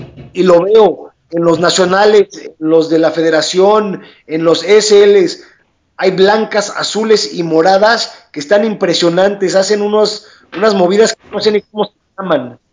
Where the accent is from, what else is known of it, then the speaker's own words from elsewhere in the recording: Mexico; para que todos los mexicanos nos apoyemos y que sigamos creciendo el deporte en México